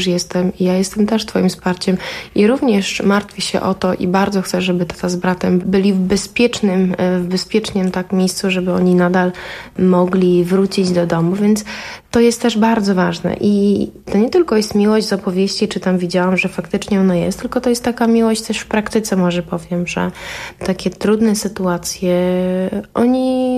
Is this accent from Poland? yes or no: no; Ukraine; bo też jestem Ukrainką i też ten konflikt jest bardzo blisko i mojej rodzinie i mojemu sercu